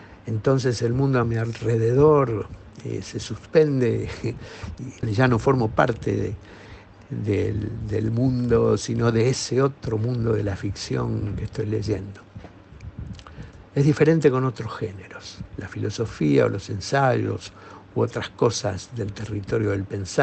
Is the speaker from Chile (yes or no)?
no; Buenos Aires, Argentina; Soy un porteño nacido y criado. Porteño denominan en mi país a los nacidos en la ciudad de Buenos Aires, aunque después sigan o no viviendo dentro de los límites de la ciudad.